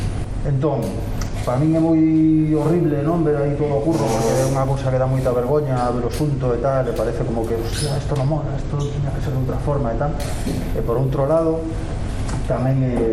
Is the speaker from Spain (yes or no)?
yes; Vigo, Galicia, Spain; now in Madrid, Spain; Yo soy vigués, pero vivo en Madrid, fue muchos años, trabajo allí.